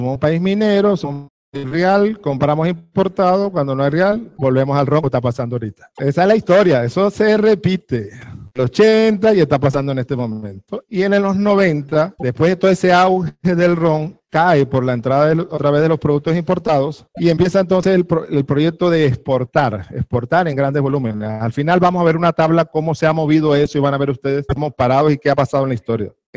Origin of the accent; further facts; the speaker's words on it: Venezuela; lo que representa para nosotros como venezolanos tener una denominación de origen